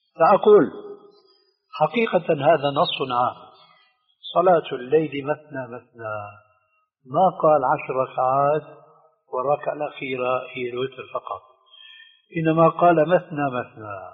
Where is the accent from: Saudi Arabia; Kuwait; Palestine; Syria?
Syria; عندنا في الشام يسمى المقدمة بالتذكير، ويقلب الذال إلى دال